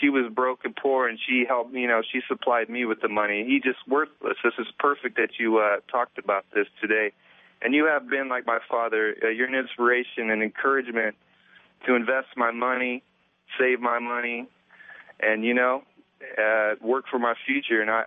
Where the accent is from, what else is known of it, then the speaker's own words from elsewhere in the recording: Wichita, Kansas, United States; born there; I was born in Kansas, Wichita, Kansas